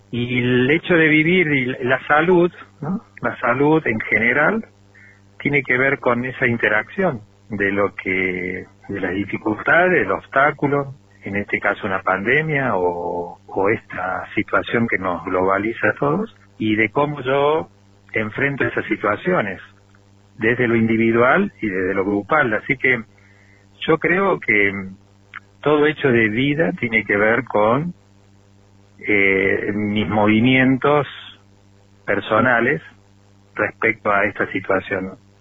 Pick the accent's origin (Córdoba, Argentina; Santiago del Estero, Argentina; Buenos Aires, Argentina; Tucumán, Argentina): Córdoba, Argentina; now in Traslasierra, Argentina; Soy nativo de Córdoba capital, vivo acá en Tras la Sierra desde el año 91.